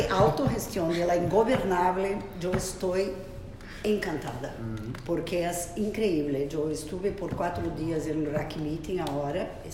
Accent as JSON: {"language": "Spanish", "country": "Brazil", "second_language": "Spanish", "said": "Yo soy de Brasil y en Brasil estamos con ganas de tener eso, ¿no?"}